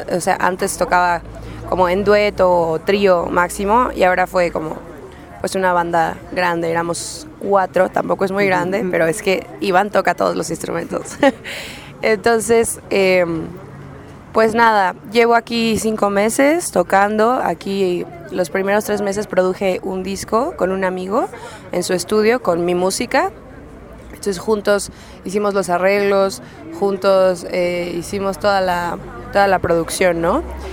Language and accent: Spanish; Xalapa, Veracruz, Mexico; now in Mexico City, Mexico; llevo ya como 5 meses viviendo aquí en Ciudad de México. Soy de Jalapa, Veracruz. Soy cantante y compositora